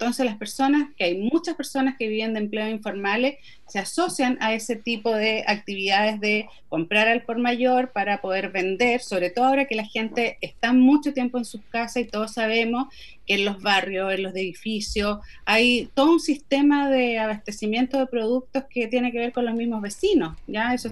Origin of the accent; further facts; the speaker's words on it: Chile; No solamente somos los chilenos en general